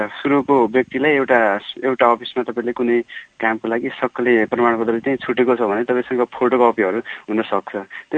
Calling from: Darjeeling, West Bengal, India; म दार्जिलिङबाट

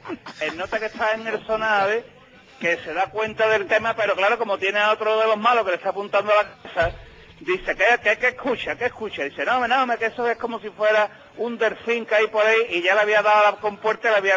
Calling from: Seville, Andalusia, Spain; De Sevilla.

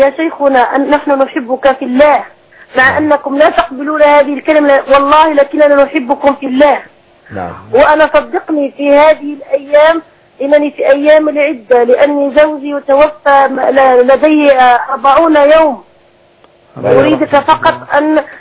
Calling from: South, Algeria; وانا اتحدث معكم من الجنوب الجزائري

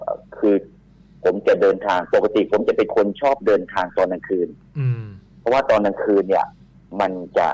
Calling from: Sattahip, Chonburi, Thailand; อำเภอสัตหีบจังหวัดชลบุรีครับ

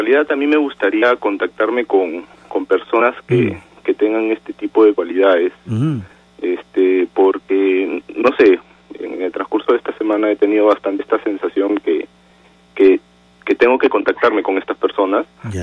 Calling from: Rímac, Lima, Peru

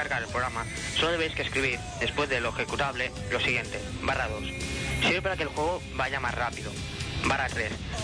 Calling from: Barcelona, Catalonia, Spain; de Barcelona.

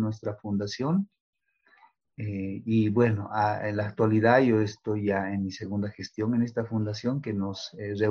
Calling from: La Paz, Bolivia; también pues, les hablo desde aquí, desde la ciudad de La Paz, Bolivia.

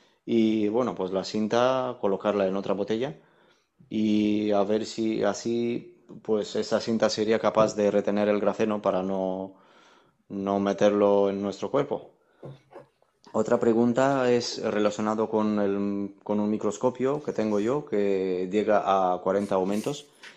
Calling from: Valencia, Valencian Community, Spain; de Valencia.

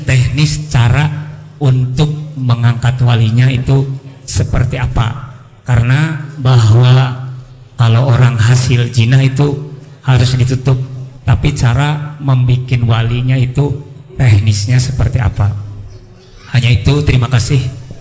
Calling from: Bogor, West Java, Indonesia; Kami dari Bogor akan menanyakan tentang masalah wali

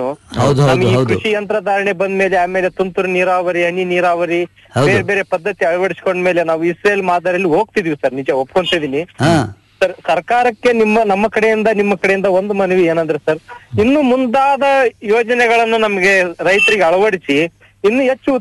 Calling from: Koppal, Karnataka, India; ನಾವು ಕೊಪ್ಪಳದಿಂದ ಸರ್ ಮಾತಾಡ್ತಿರೋದು.

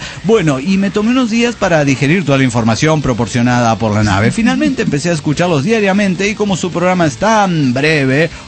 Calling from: Chetumal, Quintana Roo, Mexico; Soy la arqueóloga de Chetumal, Quintana Roo.

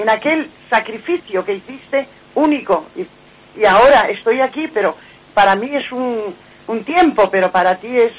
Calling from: Madrid, Community of Madrid, Spain; de Madrid.

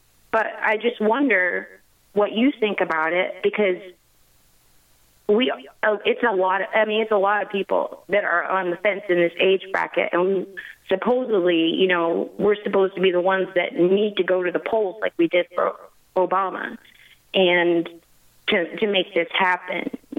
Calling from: Texas, United States; I'm calling from Texas.

